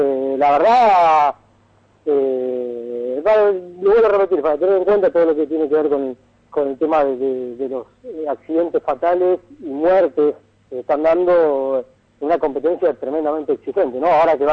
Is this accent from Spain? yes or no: no; Santa Fe, Argentina; Vengo de Santa Fe, que son bastante amantes de lo que son los fierros